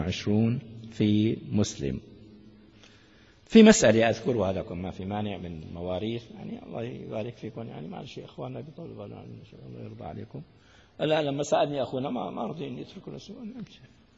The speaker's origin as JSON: {"language": "Arabic", "region": "Damascus Governorate", "country": "Syria", "said": "دعاني مرة أحدهم في إربيل من أهل الميدان عندنا في الشام"}